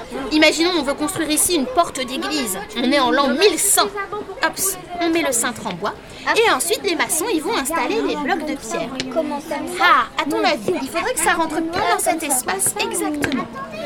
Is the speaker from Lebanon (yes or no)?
no; Centre-Val de Loire, France; Il y a de grandes forêts chez nous en Touraine.